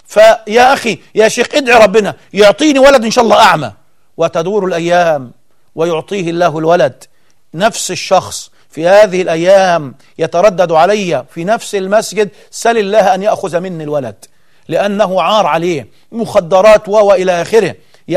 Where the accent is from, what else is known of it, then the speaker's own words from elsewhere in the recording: Egypt; طلعت من هدومها يعني بالمعنى العام عندنا في مصر